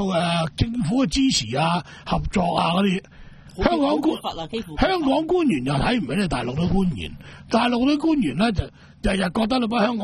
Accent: Macau; 不如我鼓励我哋澳门人或者中国人去单买。

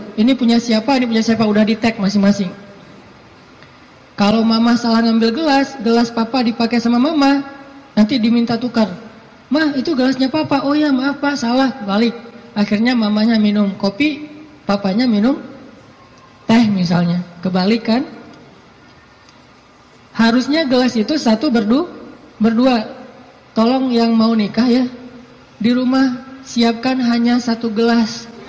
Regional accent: Aceh, Indonesia; born or raised there; also born or lived in Egypt; now in Bandung, Indonesia

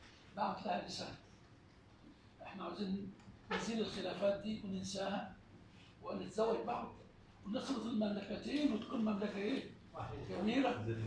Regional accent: Egypt; لكن عندنا في مصر لا توجد مشاكل تعصبية في المذهب

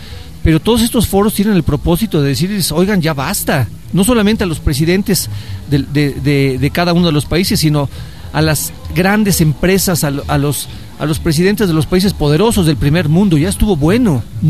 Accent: Mexico; Llamar a la gente a que defienda algo de lo sustancial que tenemos como mexicanos, como personas en este país.

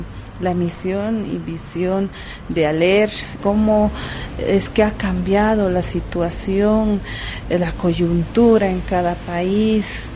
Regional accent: Bolivia; vengo desde Bolivia.

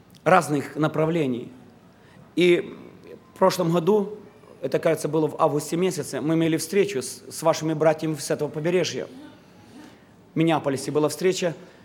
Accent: Odesa, Odesa Oblast, Ukraine; Я был членом Одесской церкви, я воспитывался в Одессе.

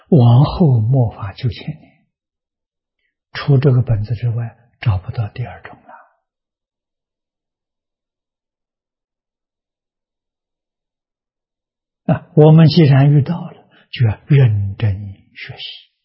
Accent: China; 我们中国人这老人常讲啊，佛弟子要给佛贴金呢

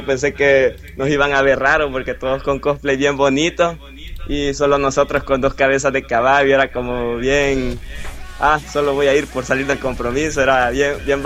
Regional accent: El Salvador; algunos amigos me dicen, sos … sin duda, güey. Hasta ahorita creo que llevo ese trono.

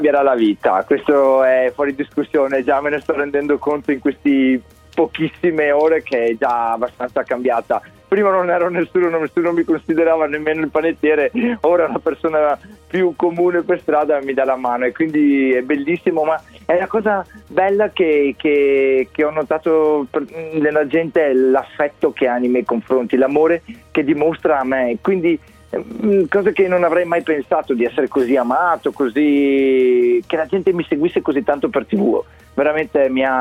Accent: Bassano del Grappa, Veneto, Italy; Apriremo un piccolo hotel qui a Bassano del Grappa, proprio nel mio paese

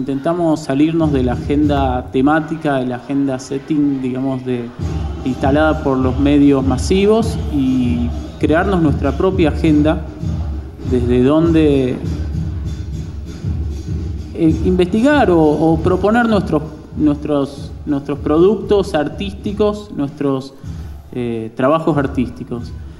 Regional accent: Rosario, Santa Fe, Argentina; venimos de Rosario.

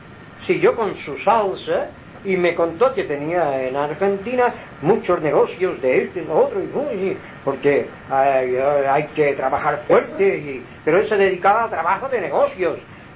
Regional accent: Balearic Islands, Spain; somos aquí de Mallorca, pero en Mallorquín, sí, en los Chuetas

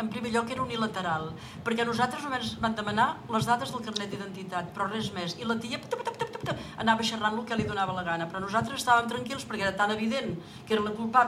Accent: Berga, Catalonia, Spain; Autòctona totalment de Berga, a més.

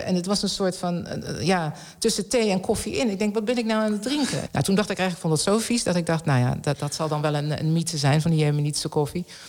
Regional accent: Netherlands; Ja, ik kom uit Nederland, dus het is zo plat als wat hier.

